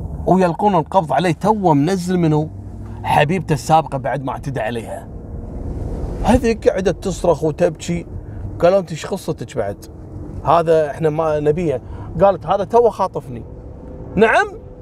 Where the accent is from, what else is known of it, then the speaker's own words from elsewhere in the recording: Kuwait; احنا كويتيين نقول نذبحك.